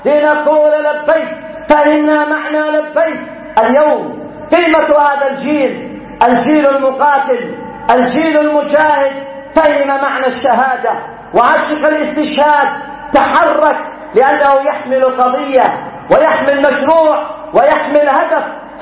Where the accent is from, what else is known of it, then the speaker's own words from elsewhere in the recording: Yemen; ونحن شعب يمني فرض علينا العدوان